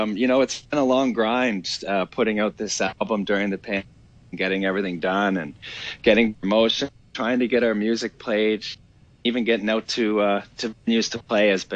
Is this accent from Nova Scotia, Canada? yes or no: yes; Nova Scotia, Canada; we grew up on Cape Breton Island, which was the home of the plant.